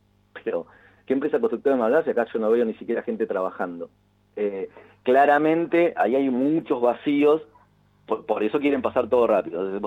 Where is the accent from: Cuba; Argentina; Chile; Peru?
Argentina; Mar del Plata, Buenos Aires Province; yo como soy, a ver, todos nosotros, vos también, Claudio, sos marplatense, sos bonaerense y sos argentino, ¿no?